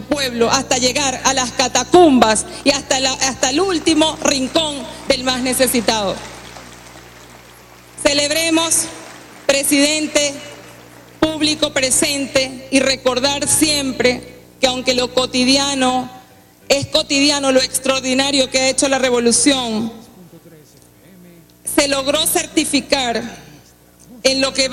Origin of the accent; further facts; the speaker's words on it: Venezuela; Somos humildes los venezolanos y las venezolanas.